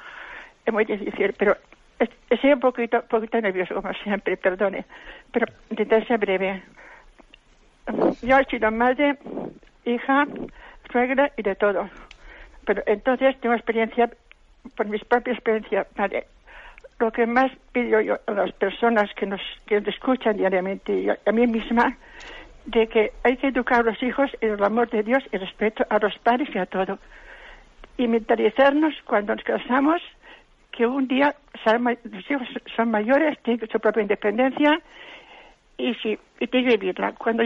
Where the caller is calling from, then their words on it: Valencia, Valencian Community, Spain; de Valencia.